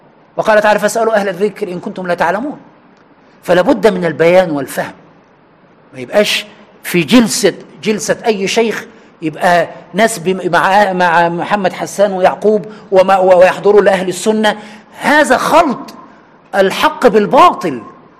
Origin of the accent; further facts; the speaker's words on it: Egypt; أنا من عشرات السنين وأنا مصري وأعلم أهل مصر